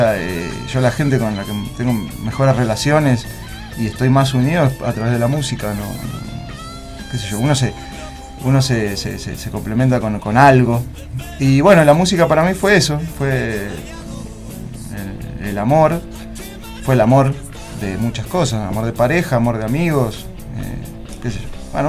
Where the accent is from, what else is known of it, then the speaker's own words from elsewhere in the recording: Buenos Aires, Argentina; also born or lived in Córdoba; nací ahí y después me fui a vivir a Buenos Aires. Viví en Buenos Aires mucho tiempo y bueno, en Neuquén también.